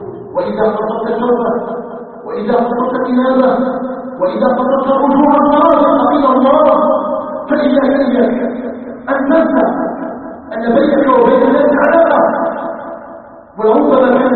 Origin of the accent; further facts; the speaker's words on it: Algeria; نسأله تبارك وتعالى أن يجعل بلدنا الجزائر بلداً آمناً مطمئناً